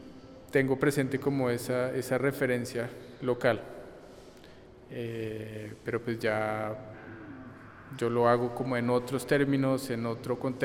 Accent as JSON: {"language": "Spanish", "region": "Bogotá", "country": "Colombia", "said": "soy artista de Bogotá."}